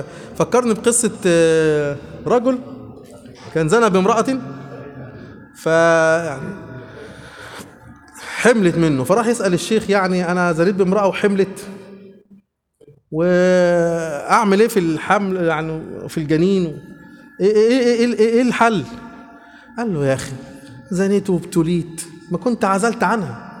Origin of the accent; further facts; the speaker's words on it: Egypt; عندنا في مصر كده